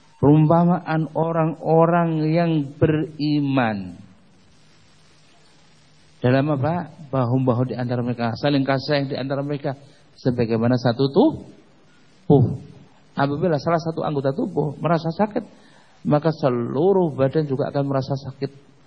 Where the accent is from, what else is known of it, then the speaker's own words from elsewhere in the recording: Indonesia; Kemudian jamaah di situ bertanya, mau kemana? Orang mana? Orang Indonesia.